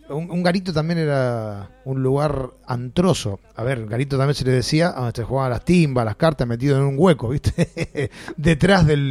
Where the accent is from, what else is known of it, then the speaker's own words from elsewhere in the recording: Lanús, Buenos Aires Province, Argentina; Yo no soy de ellos, yo soy de Lanús.